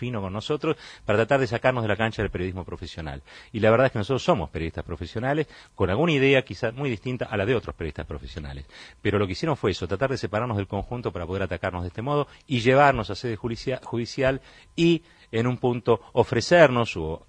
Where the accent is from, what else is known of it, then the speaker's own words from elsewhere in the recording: Argentina; Nosotros como argentinos somos todos muy distintos